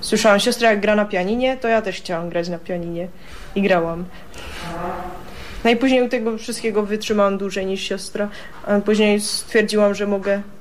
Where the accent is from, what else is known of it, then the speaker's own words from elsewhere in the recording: Český Těšín, Moravian-Silesian Region, Czechia; Ja pochodzę z czeskiego Cieszyna.